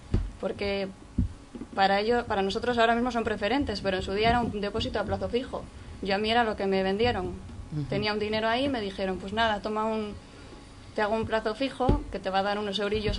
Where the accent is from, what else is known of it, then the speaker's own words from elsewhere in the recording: Cantabria, Spain; yo soy afectada de Caja Cantabria, ahora Liberbank, Carcelbank para nosotros. Soy de Vega de Paz